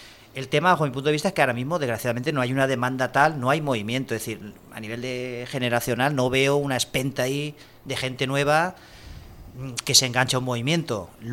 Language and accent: Spanish; Burjassot, Valencian Community, Spain; yo soy de Burjasot, me vi Burjasot llena de pintadas